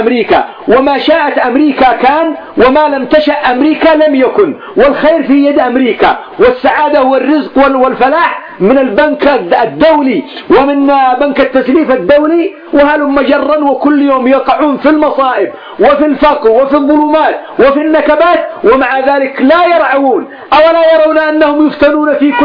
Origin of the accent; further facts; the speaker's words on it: Yemen; والآن عندنا في اليمن عصدونا عصد وخبطونا خبط